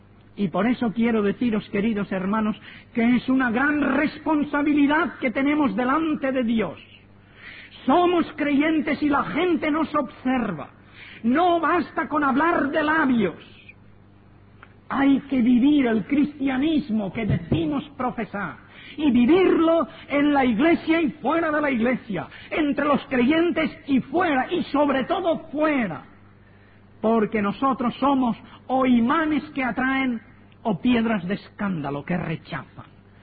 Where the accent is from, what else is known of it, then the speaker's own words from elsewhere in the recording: Spain; born there; Yo soy español porque nací en España.